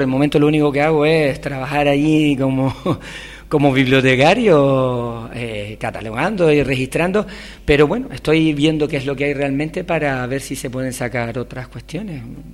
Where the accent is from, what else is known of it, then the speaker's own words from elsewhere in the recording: Telde, Canary Islands, Spain; yo soy de Telde y aunque Valsequillo me queda muy cerca